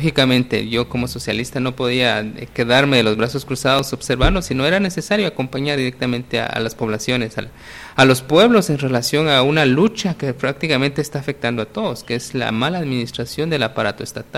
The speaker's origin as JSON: {"language": "Spanish", "country": "Guatemala", "said": "El hecho de que nosotros como guatemaltecos no podemos evitar que vivimos en un mundo globalizado"}